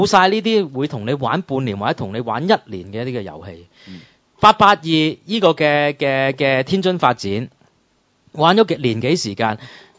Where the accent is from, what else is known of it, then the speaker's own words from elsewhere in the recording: Hong Kong; 同我哋香港人而家坐喺度睇緊嗰個咩普選特首啊